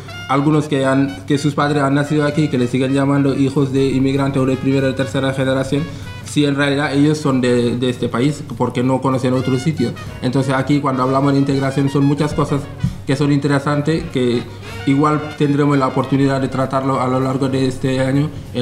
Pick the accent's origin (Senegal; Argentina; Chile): Senegal; now in Spain; soy de Senegal, que llevo en España ahora, este año van a ser 13 años desde que estoy aquí.